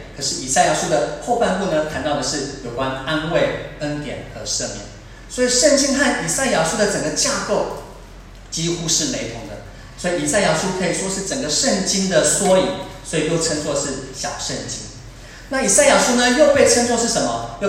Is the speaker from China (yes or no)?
no; Taiwan; 我们台湾身处的这个环境，最近因为这个疫情的关系，我们都觉得作为一个台湾人很有感